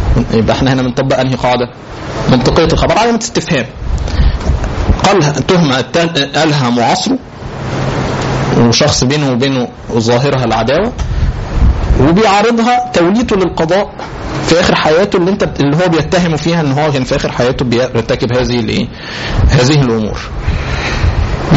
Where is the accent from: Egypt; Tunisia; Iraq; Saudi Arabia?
Egypt; طبعا انت عارفين عاداتنا كمصريين تمام، نشتم بعضنا